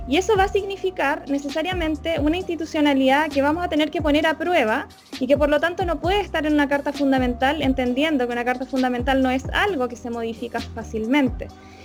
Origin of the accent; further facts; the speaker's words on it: Chile; cuáles son las carencias que vivimos siendo chilenas y chilenos